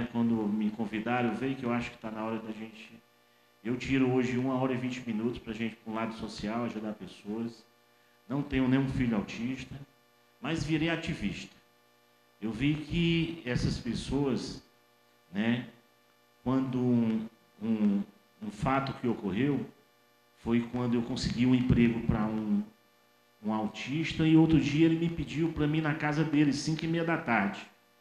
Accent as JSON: {"language": "Portuguese", "region": "Ceará", "country": "Brazil", "lives_now": "Piauí, Brazil", "said": "eu sou cearense, estou aqui há 6 anos, no Piauí."}